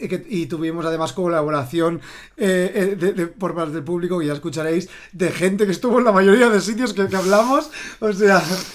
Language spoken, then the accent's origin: Spanish; Valencia, Valencian Community, Spain; nosotros somos del Cabañal. El Cabañal es un barrio muy particular